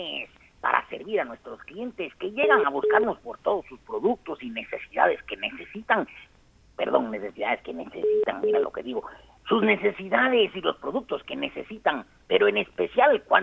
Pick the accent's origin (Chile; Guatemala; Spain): Guatemala; born there; Pues soy guatemalteco, muy orgulloso de haber nacido en esta linda tierra.